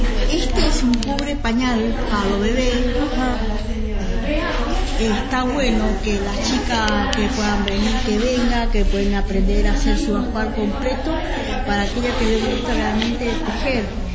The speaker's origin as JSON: {"language": "Spanish", "town": "Lago Puelo", "region": "Chubut", "country": "Argentina", "said": "Soy de Lago, pertenezco a Lago Pueblo."}